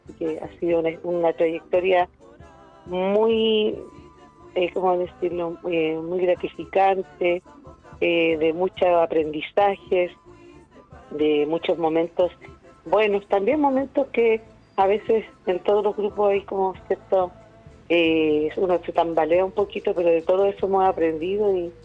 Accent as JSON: {"language": "Spanish", "region": "Antofagasta", "country": "Chile", "said": "Nosotros somos de Antofagasta."}